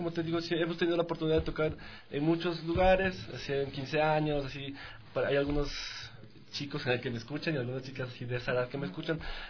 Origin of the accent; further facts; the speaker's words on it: Quito, Pichincha, Ecuador; Yo soy del Comité del Pueblo.